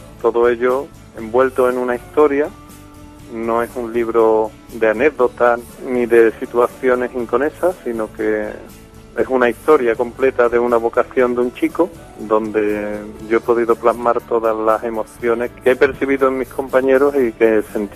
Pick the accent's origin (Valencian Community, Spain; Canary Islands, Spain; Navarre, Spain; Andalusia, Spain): Andalusia, Spain; Seville; soy un enfermero sevillano que, bueno, he desarrollado mi labor profesional en el Ayuntamiento de Sevilla